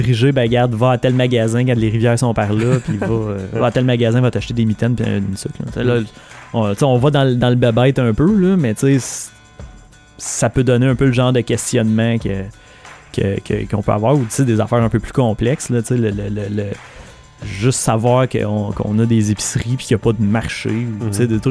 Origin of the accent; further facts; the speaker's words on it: Quebec, Canada; en tant que Québécois natif